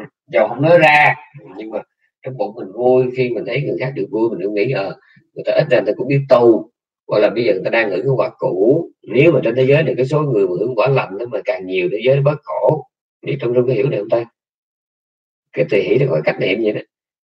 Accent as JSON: {"language": "Vietnamese", "town": "Nha Trang", "region": "Khanh Hoa", "country": "Vietnam", "tie": "born or raised there", "also_born_or_lived": "Cam Ranh", "said": "quê tôi đẻ ở Nha Trang, cái tôi bỏ Nha Trang tôi qua bên bên Cam Ranh tôi ở"}